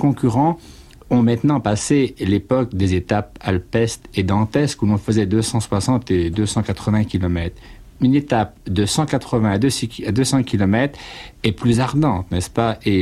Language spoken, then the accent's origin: French; Brittany, France; avec ce maillot dans ma valise pour rentrer chez moi en Bretagne